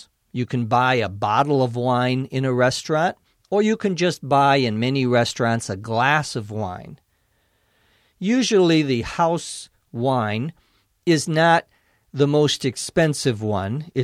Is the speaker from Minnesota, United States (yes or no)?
yes; Minnesota, United States; now in California, United States; For example, I come from Minnesota, where it's cold in the winter. So when I go, say, to a warm place, like here in California